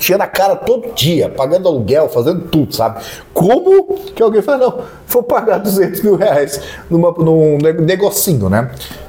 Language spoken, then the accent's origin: Portuguese; Rio de Janeiro, Brazil; Eu sou da Baixada. E na Baixada é normal você andar de bermuda e casaco, né?